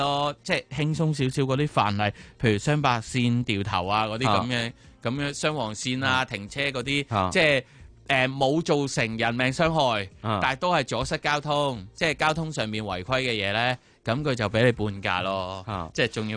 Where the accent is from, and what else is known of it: Hong Kong